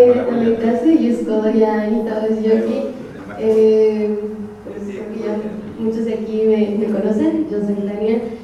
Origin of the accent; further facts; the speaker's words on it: Coatepec, Veracruz, Mexico; Yo también soy del municipio de Coatepec